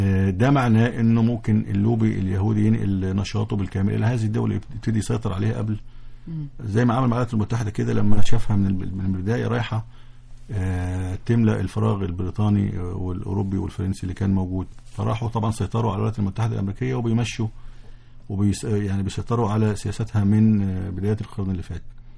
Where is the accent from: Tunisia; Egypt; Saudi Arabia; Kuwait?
Egypt; بس احنا اللي يخصنا كمصريين وكعرب من الموضوع